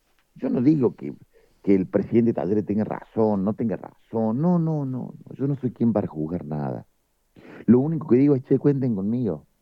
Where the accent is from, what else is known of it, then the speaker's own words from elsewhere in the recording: Córdoba, Argentina; desde mi humilde lugar, como cordobés, como legislador provincial